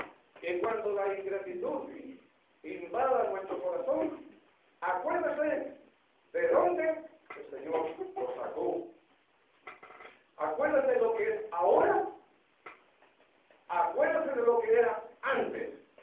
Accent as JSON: {"language": "Spanish", "country": "Chile", "said": "Nos caracteriza a nosotros, especialmente como chilenos. Nos caracteriza la mala memoria."}